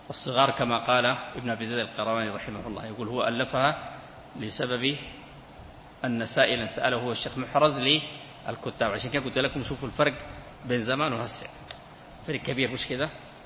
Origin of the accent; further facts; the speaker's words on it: Sudan; كان عندنا في السودان